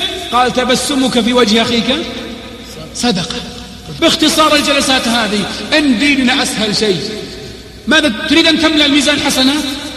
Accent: Al-Qassim, Saudi Arabia; فأخواني في الله جينا من القصيم نتعرف على هالجهة الطيبة هذه

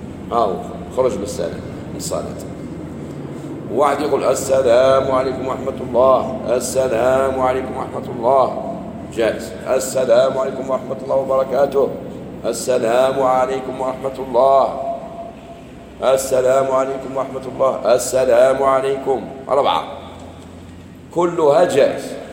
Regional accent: Algeria; احنا احنا جزائريين

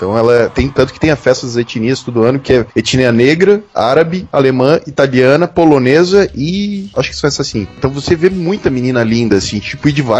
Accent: South Region, Brazil; E daí eu falo que eu sou do Sul, cara.

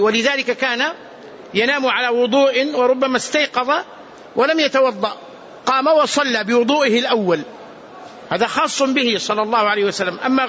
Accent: Medina, Medina Province, Saudi Arabia; أذكر مرة وأنا صغير هنا في باب المجيدي

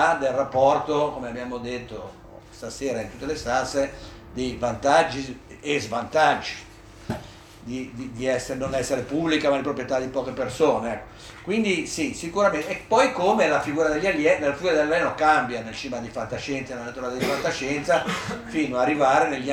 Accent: Genoa, Liguria, Italy; io come si dice, sono di Genova, era un po' riservato quando ero bambina

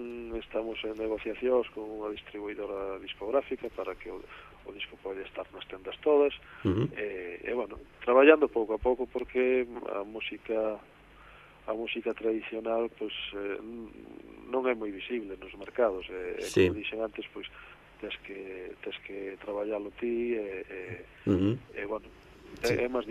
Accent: Outeiro de Rei, Galicia, Spain; eu son daqui de Outeiro de Rei

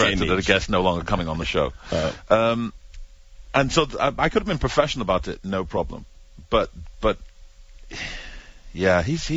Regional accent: United Kingdom; Some people cited being British.

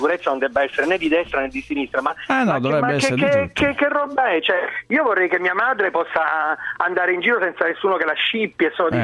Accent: Apulia, Italy; Senta, persino io che sono pugliese

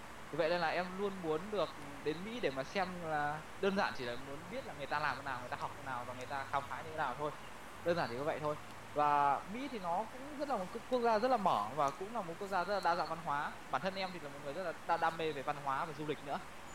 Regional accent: Thai Nguyen, Vietnam; thì bởi vì là em là người Thái Nguyên, mà ở Thái Nguyên trước cái đây 56 năm thì rất là ít các trung tâm tư vấn du học

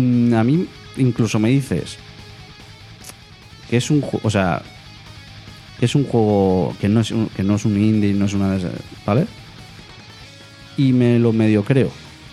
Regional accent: Spain; somos de España, pues las cosas buenas que se queden aquí

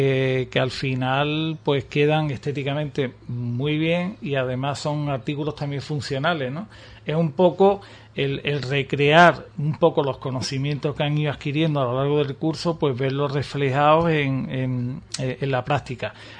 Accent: Ubrique, Andalusia, Spain; A mí me encantaría que mi pueblo, la mayoría de la gente de Ubrique

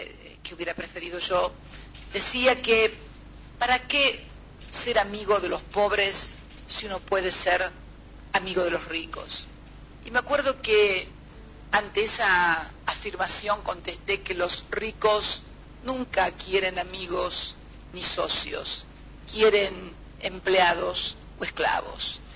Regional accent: Argentina; en mi país muchos decían que en realidad no nos convenía a los argentinos conformar el Mercosur

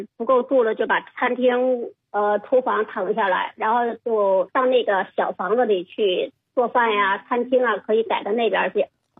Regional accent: Beijing, China; 我是北京人，我是东四那儿的人。然后我们是2003年在大兴这边租的地，然后盖的房子，房子也挺大的，那院子也挺大的。我们老两口挺寂寞的，而且也是60多岁

